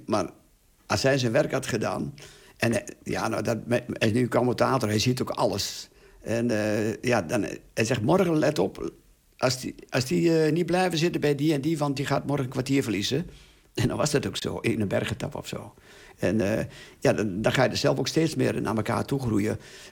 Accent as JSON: {"language": "Dutch", "region": "Overijssel", "country": "Netherlands", "said": "En ik kwam natuurlijk uit Twente, maar toen was de wereld nog heel groot."}